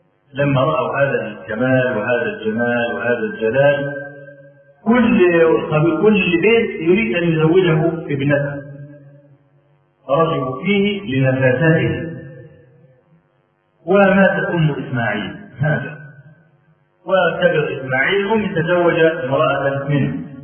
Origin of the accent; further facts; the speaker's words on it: Egypt; نعرف رجلا من أعيان الجيد عندنا في مصر